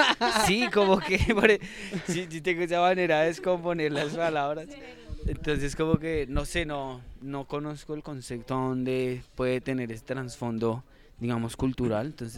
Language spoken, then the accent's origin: Spanish; Bogotá, Colombia; Yo vengo de Bogotá, a mí me dice usted Rolo y yo le digo, no, yo soy lachuno, porque yo crecí en Los Laches, ¿me entiende?